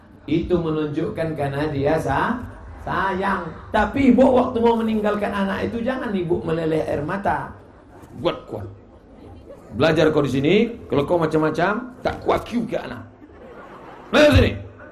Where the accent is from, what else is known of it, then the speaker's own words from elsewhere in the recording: Riau, Indonesia; Saya dari Riau